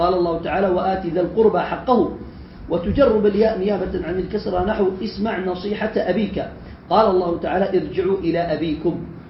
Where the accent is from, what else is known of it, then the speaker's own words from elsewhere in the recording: Yemen; وما زال عندنا في اليمن يستخدمون